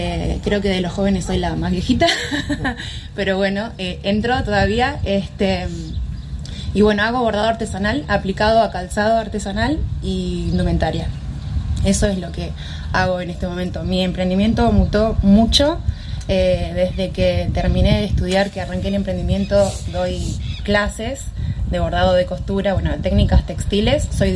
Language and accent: Spanish; Argentina; y estar en mi país, la verdad, y seguir apostando. Es difícil, pero yo me siento cómoda emprendiendo en Argentina